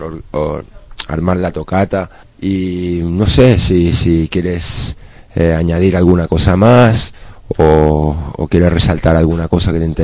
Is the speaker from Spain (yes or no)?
yes; Spain; nosotros venimos del Estado español, hay mucha distancia entre Chile